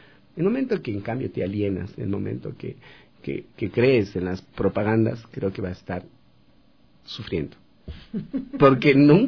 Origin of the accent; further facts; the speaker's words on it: Ecuador; te sientes mal siendo ecuatoriano, siendo de acá